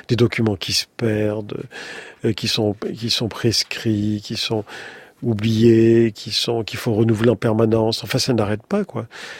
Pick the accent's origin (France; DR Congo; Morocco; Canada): Morocco; born there; Et séfarade, dans la mesure où je suis né au Maroc, de parents nés en Algérie, et la famille étant originaire d'une part du Sahara, début du Sahara, et avant, du côté paternel, avant de Séville